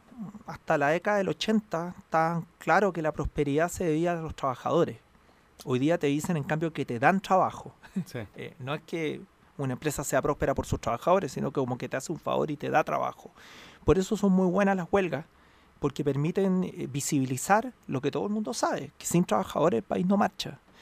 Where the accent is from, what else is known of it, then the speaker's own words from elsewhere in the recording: Chile; eso implica que somos todos chilenos, todos estamos remando